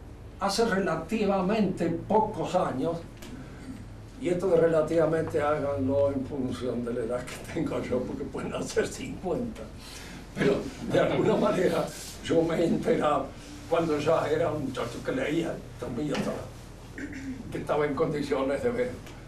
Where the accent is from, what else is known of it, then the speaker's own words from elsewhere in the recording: Argentina; Somos argentinos. Aunque nos pese.